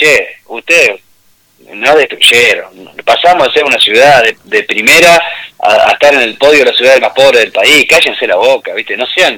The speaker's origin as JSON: {"language": "Spanish", "country": "Argentina", "said": "creo que como argentinos estamos madurando"}